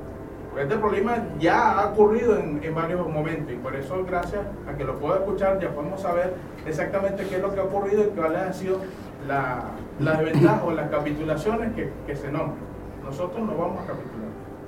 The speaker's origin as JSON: {"language": "Spanish", "country": "Venezuela", "said": "Primero, bueno, soy venezolano."}